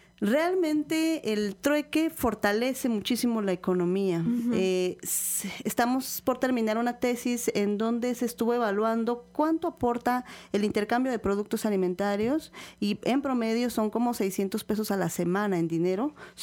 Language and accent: Spanish; Ixhuatlán del Café, Veracruz, Mexico; yo vengo de Ixhuatlán del Café